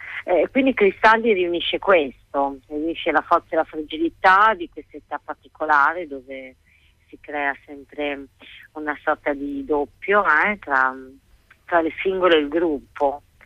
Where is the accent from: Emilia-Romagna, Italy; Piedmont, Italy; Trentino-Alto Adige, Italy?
Emilia-Romagna, Italy; Bologna; Per fortuna noi siamo di Bologna, lo spazio è Bologna